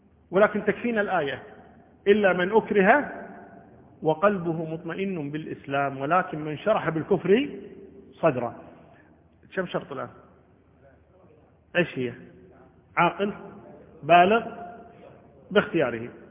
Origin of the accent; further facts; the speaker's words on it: Kuwait; عندنا بالكويت